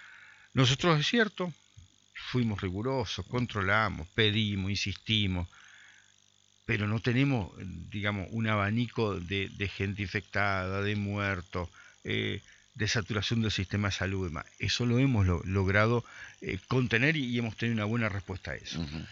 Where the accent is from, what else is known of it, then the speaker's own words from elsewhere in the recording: Concordia, Entre Ríos, Argentina; nosotros tenemos un tema como concorrienses, como entrerrianos, como argentinos